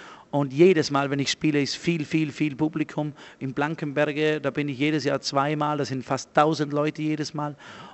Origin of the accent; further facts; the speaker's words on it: Tyrol, Austria; ich bin aus Tirol und die Belgier mögen Tirol